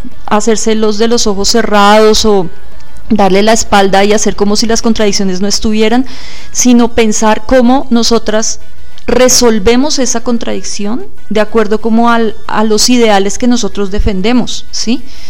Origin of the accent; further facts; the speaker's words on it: Bogotá, Colombia; nosotros no somos de Huasca, somos de Bogotá. Irse a vivir a Huasca